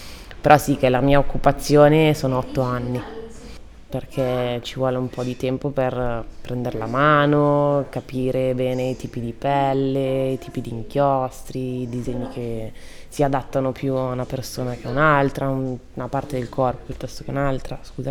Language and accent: Italian; Trezzano sul Naviglio, Lombardy, Italy; also born or lived in Milan; Sono nata a Milano, sono cresciuta a Trezzano, okay, sul Naviglio, dove vivono i miei genitori, e poi ho girato un po' a Segrate, un po' in Città Studi, ho girato un po' di case